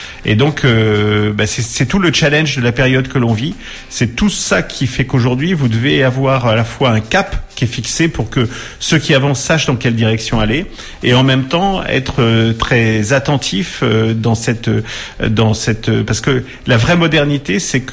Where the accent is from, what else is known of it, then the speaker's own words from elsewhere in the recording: Orléans, Centre-Val de Loire, France; Je suis natif d'Orléans, donc je ressens cette ville profondément et je l'aime